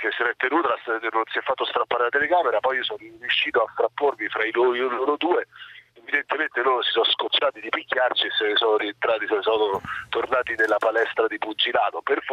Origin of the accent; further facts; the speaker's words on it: Rome, Lazio, Italy; Per quanto mi riguarda spaventoso lo dico da romano